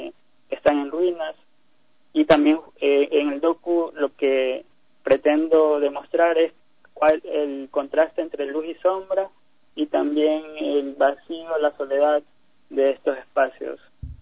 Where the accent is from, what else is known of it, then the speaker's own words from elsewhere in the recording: Machala, El Oro, Ecuador; now in Guayaquil, Ecuador; porque yo soy de Machala, pero ya voy residiendo 4 años acá en Guayaquil por los estudios de la universidad.